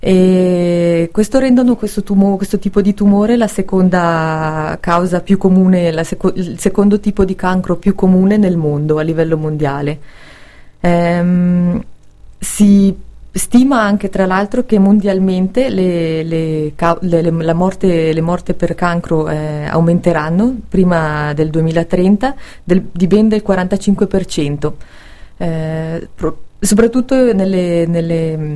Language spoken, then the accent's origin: Italian; Lugano, Ticino, Switzerland; sono di Lugano, Svizzera.